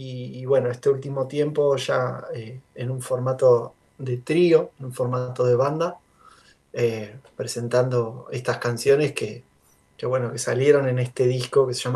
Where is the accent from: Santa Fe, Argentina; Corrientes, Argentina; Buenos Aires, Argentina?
Buenos Aires, Argentina; now in Luján, Argentina; Vivo en la ciudad de Luján, estamos ni muy cerca ni muy lejos de Cava. Yo soy nativo, de hecho, de Capital.